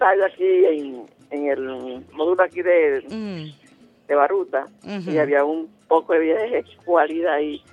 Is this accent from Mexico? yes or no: no; Peru; Yo soy peruano.